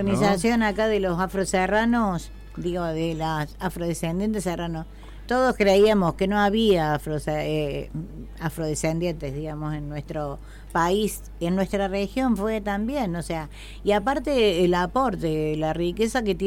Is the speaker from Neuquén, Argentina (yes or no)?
no; Córdoba, Argentina; yo soy nativa de acá de Punilla